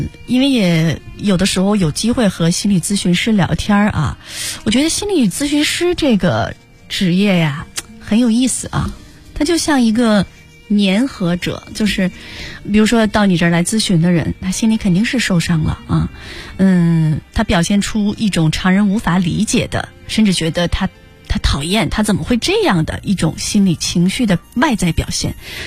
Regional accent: China

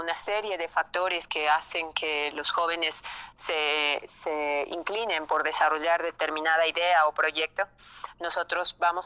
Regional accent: Ecuador; las necesidades que tenemos nosotros como ecuatorianos

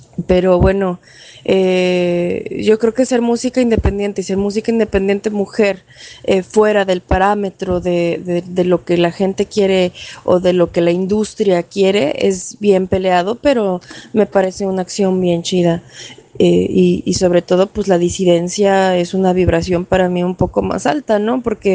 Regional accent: Puebla, Mexico; now in New York, United States; un año y medio ya viviendo permanentemente en Nueva York. Yo soy originalmente de México, de la ciudad de Puebla.

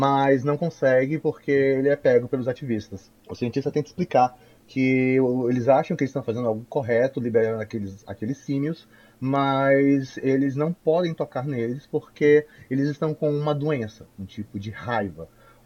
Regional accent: North Region, Brazil; Mas eu sou da Amazônia.

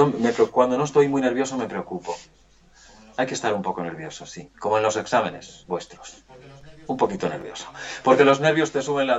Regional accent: Bilbao, Basque Country, Spain; Mirad, yo provengo del País Vasco, de Bilbao.

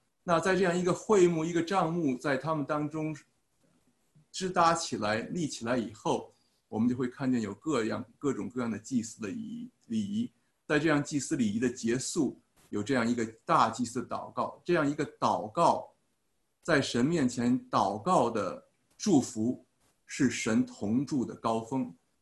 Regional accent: China; 比方像我们中国人传统的话呢，我们会见了面

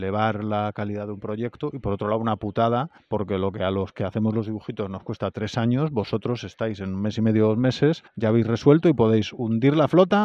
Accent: Vigo, Galicia, Spain; especialmente yo como gallego vigués

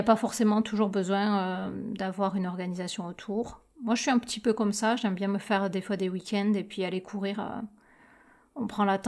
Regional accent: Lautrec, Occitanie, France; Non, mais là, moi, je suis de l'Autrec, l'Airos de l'Autrec, voyons.

